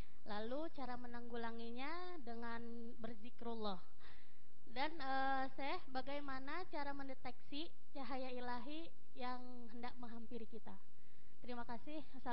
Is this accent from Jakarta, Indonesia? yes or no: yes; Jakarta, Indonesia; asal dari Jakarta.